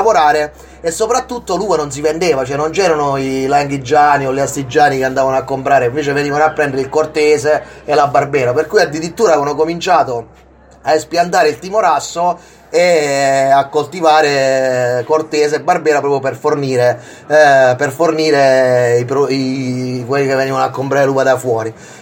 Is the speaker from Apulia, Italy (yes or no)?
yes; Foggia, Apulia, Italy; moved away; Io sono foggiano, sono già un immigrato già da 20 anni a questa parte